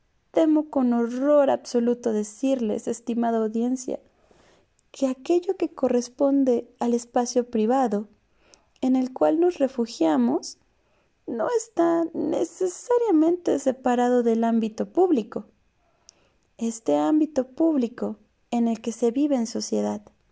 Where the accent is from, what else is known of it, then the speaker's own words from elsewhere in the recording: Mexico; Como sociedad mexicana, vivimos momentos de desencanto.